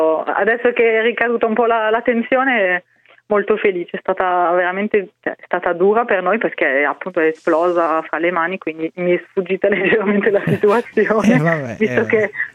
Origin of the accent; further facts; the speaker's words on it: Strasbourg, Grand Est, France; nella mia città, Strasburgo, io sono dell'Alsazia